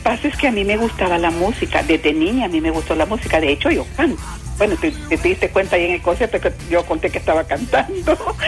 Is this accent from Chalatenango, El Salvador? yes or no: no; San Miguel, El Salvador; Acuérdate, yo soy de San Miguel.